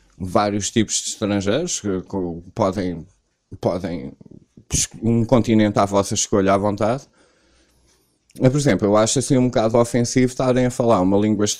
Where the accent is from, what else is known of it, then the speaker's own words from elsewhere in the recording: Portugal; Porque na hora de pagar a conta eu sou português, na hora de ser português tenho que ser do mundo.